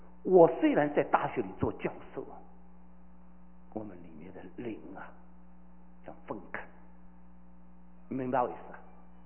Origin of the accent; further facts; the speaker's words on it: Shanghai, China; 我是个上海人